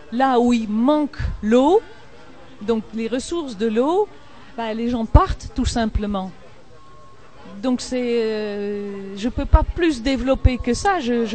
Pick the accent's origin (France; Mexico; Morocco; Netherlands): Netherlands; French is a second language; Je suis des Pays-Bas, donc je connais le sujet de l'eau.